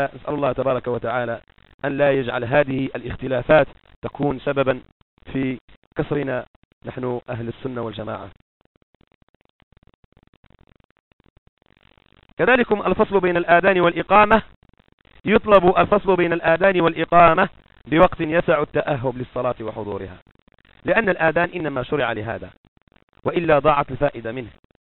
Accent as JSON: {"language": "Arabic", "country": "Morocco", "said": "كما هو معهود عندنا في المغرب ولله الحمد لا زالوا على هذه السيرة"}